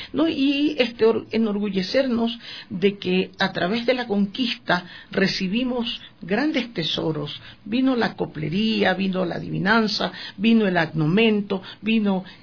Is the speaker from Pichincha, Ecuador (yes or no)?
yes; Quito, Pichincha, Ecuador; Yo soy quiteña, yo nací aquí, pero las circunstancias mías, mi madre ibarreña, mi padre pueblovejense y yo nacida en Quito, me hacen sentir que soy amarillo, azul y rojo.